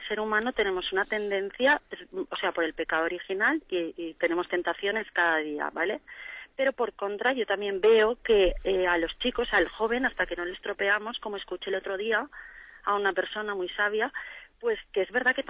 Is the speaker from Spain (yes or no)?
yes; Valencia, Valencian Community, Spain; de Valencia.